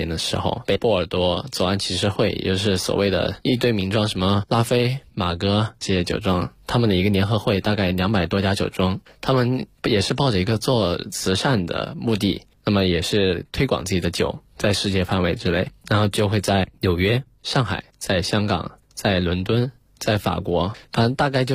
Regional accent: Guizhou, China; 其实我是贵州人，那么贵州人天生爱喝酒，尤其是在我们的黔南地区，我们那个小城市，

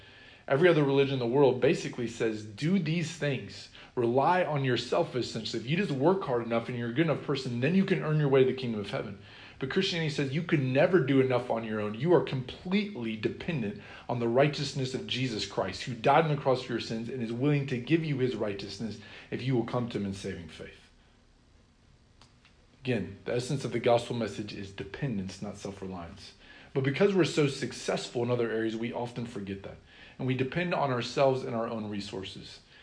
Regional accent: Sheraton, Iowa, United States; When I was growing up, I was convinced that my hometown, Sheraton, Iowa, was the greatest town in the world.

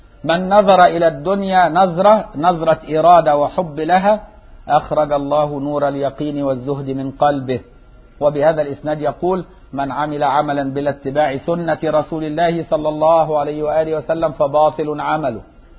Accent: Egypt; طول ما احنا في مصر نفتحها بقى

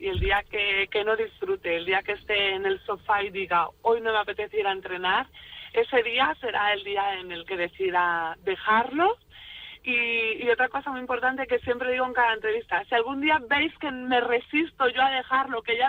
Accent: northern Spain, Spain; yo soy del norte, yo soy norteña

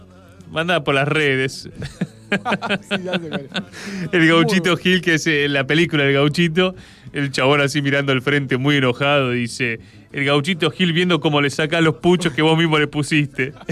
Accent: Argentina; es que le vamos a pagar como pueblo argentino a esa gente que tiene, o esas empresas que tienen bonos, ¿no?

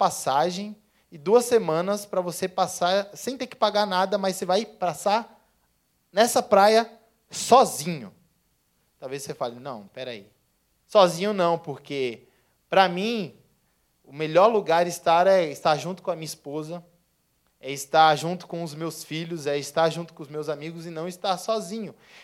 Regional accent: São Paulo, Brazil; que eu sou de São Paulo

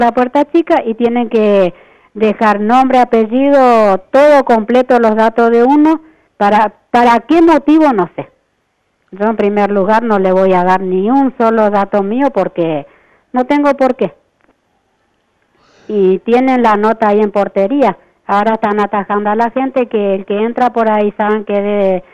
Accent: Buenos Aires, Argentina; born there; now in Rosario, Argentina; Yo nací en Buenos Aires.

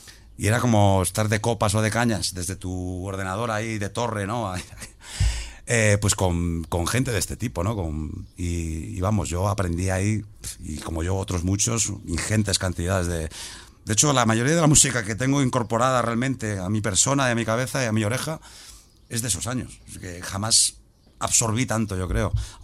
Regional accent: O Grove, Galicia, Spain; Y Ogrove, que es de donde soy

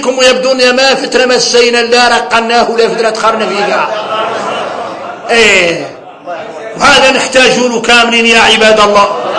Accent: Mauritania; نحن موريتاني عندنا الأحوال عندنا الأحوال

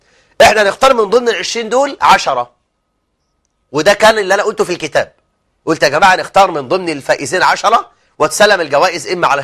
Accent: Egypt; وأن يجعل بلدنا مصر سخاء رخاء

